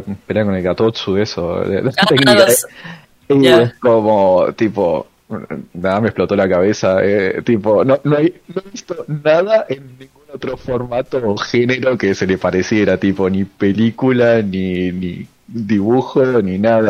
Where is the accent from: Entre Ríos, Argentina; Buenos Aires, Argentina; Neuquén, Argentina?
Buenos Aires, Argentina; quizás soy muy porteño. Sino también porteño.